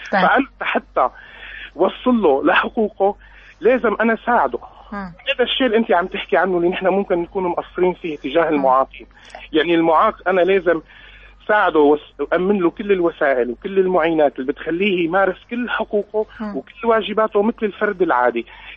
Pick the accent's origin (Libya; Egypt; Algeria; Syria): Syria; أنه نحن عندنا بسوريا الكلمة المستخدمة هي كلمة نفسه تماماً